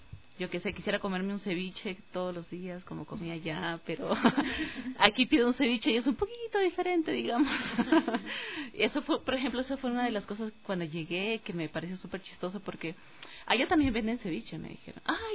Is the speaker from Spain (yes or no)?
no; Colombia; Yo soy colombiana, soy mujer